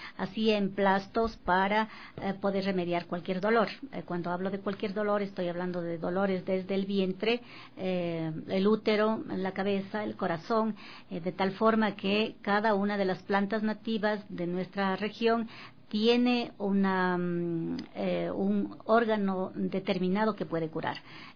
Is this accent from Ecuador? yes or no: yes; Cotacachi, Imbabura, Ecuador; born there; yo nací en Cotacachi, pero mis padres son oriundos de la comunidad de Peguche y de Quinchuquí.